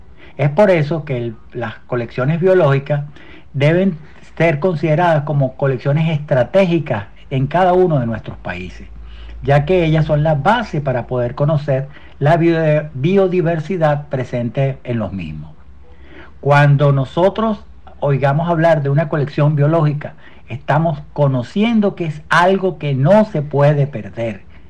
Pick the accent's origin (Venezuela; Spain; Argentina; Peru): Venezuela; como ciudadanos venezolanos nosotros debemos siempre ayudar